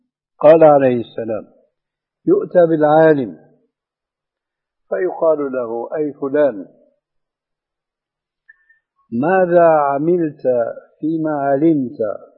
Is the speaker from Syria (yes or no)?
yes; Syria; وعندنا في سوريا بيقولوا العامة مع الأسف